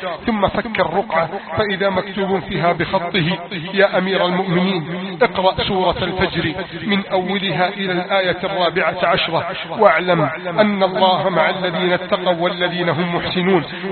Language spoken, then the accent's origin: Arabic; Egypt; اللهم احفظ بلدنا مصر من كيد الكائدين